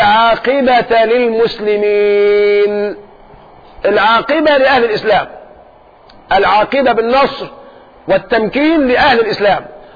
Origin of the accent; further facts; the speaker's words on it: Egypt; ممكن احنا كمصريين جيشنا كله 500,000